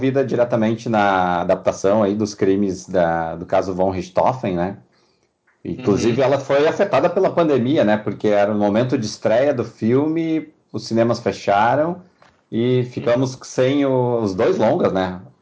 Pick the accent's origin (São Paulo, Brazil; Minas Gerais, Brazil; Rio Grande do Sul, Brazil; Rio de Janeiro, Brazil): Rio Grande do Sul, Brazil; Eu sou do Rio Grande do Sul.